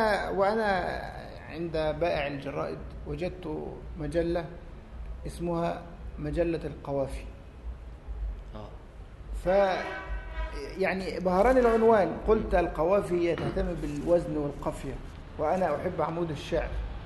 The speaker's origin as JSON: {"language": "Arabic", "town": "Alexandria", "region": "Alexandria Governorate", "country": "Egypt", "said": "فقدمت مواصلات على حسابي وانا اتيت من الاسكندريه"}